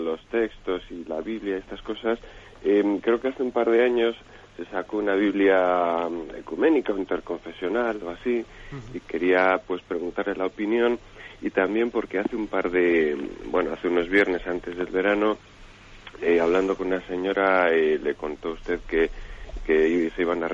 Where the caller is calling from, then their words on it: Palencia, Castile and León, Spain; de Palencia.